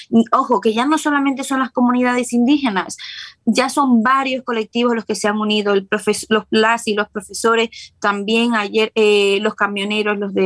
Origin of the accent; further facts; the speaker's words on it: Ecuador; como ecuatoriana, como persona preocupada por su comunidad, por su país, que la vio nacer